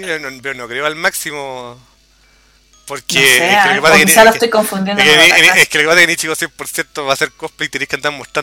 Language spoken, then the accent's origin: Spanish; Chile; como acá todo el mundo, porque soy chileno